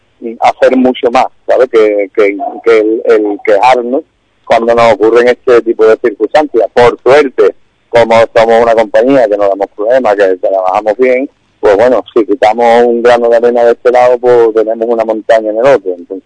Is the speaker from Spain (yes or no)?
yes; Jerez de la Frontera, Andalusia, Spain; a mí me molesta porque soy jerezano, por desgracia. Y me da coraje que en mi tierra, pues, no se nos considere